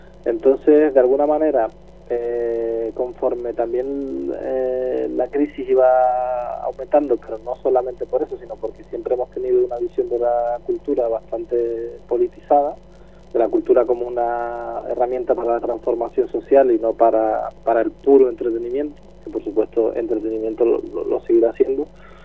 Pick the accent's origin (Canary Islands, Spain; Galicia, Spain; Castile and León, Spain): Canary Islands, Spain; moved away as an adult; now in Seville, Spain; yo, por ejemplo, que vine de Canarias a estudiar aquí a Sevilla